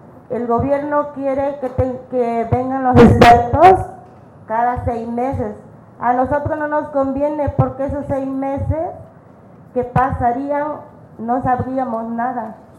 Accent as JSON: {"language": "Spanish", "country": "Mexico", "said": "No somos contrarios, somos gente de México"}